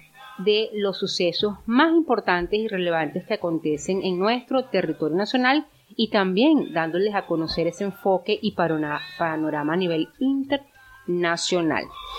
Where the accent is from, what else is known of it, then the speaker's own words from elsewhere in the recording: Venezuela; para nosotros como venezolanos